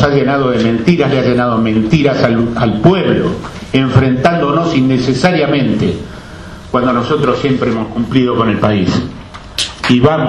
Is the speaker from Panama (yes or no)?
no; Argentina; Como ganaderos debemos estar muy felices, pero muy tristes como argentinos.